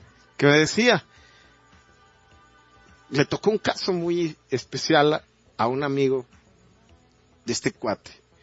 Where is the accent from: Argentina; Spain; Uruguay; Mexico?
Mexico; nosotros como mexicanos lo podemos entender muy coloquialmente